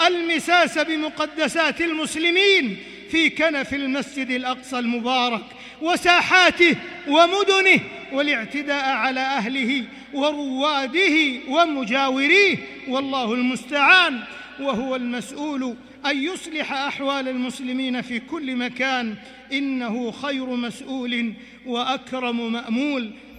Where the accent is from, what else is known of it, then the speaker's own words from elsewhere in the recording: Saudi Arabia; وإننا لنشكر الله عز وجل على ما حبى به بلادنا المملكة العربية السعودية